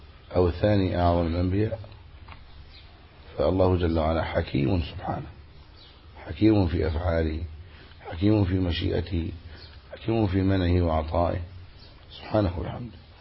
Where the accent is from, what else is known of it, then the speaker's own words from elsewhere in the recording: Egypt; فما عندنا في مصر يقولوا إيه؟ عش وديله